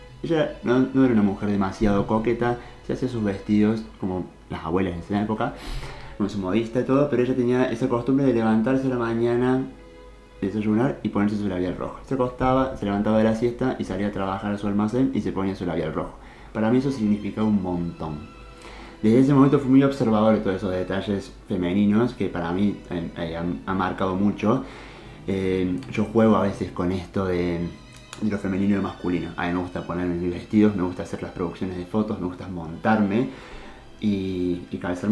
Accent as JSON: {"language": "Spanish", "town": "Cosquín", "region": "Córdoba", "country": "Argentina", "said": "Yo soy de Cosquín, nací el 4 de marzo."}